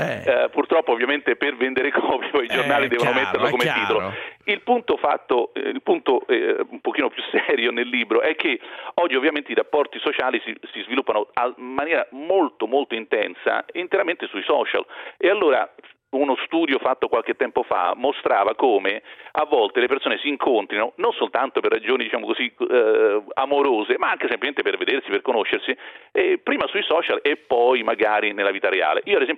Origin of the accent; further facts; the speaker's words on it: Rome, Lazio, Italy; born there; lo sanno tutti che si sente anche dall'accento che sono nato a Roma